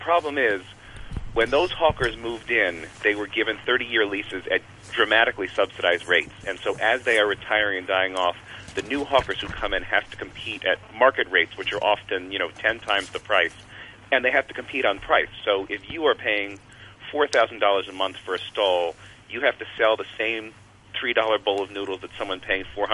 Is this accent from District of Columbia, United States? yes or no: yes; Washington, District of Columbia, United States; I grew up in Washington, D.C.